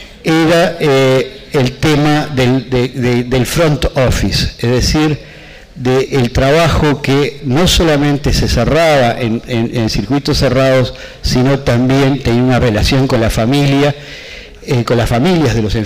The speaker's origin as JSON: {"language": "Spanish", "country": "Uruguay", "said": "un mundo que no conocía, pero que creía que conocía como uruguayo, pero que había pasado demasiados años afuera."}